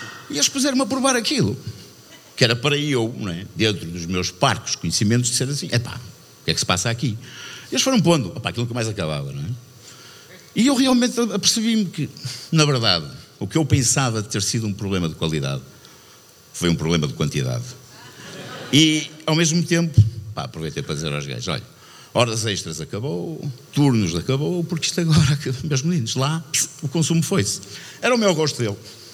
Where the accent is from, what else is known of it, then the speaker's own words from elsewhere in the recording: Vila do Conde, Norte, Portugal; Crescemos aqui, começamos aqui em Gaia, nascemos aqui. Fomos para a Vila do Conde muito miúdos.